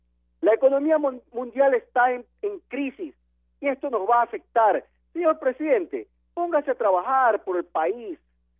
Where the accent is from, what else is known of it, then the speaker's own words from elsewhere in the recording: Ecuador; Pero sí es mi deber, como ciudadano ecuatoriano, como persona responsable